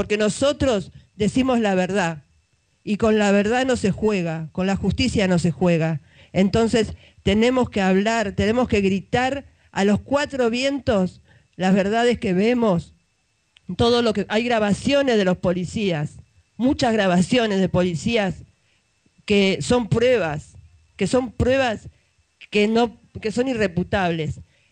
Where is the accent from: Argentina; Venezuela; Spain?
Argentina; Buenos Aires; Pero yo lo vivo en Zabaleta. Yo soy de Zabaleta y lo veo.